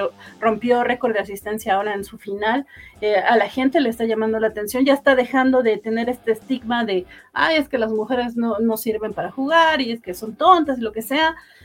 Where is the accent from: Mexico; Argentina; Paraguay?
Mexico; creo que como mexicanos odiamos a los gringos